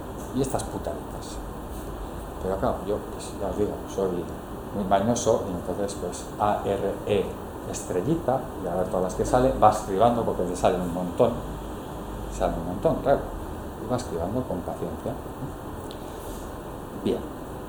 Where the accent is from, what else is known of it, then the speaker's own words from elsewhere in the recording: Bilbao, Basque Country, Spain; yo soy mi bilbaína